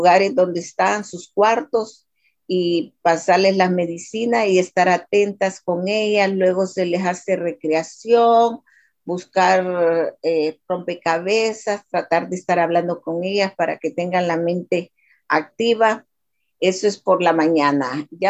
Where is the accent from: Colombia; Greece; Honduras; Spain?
Honduras; Yo soy originaria de Honduras.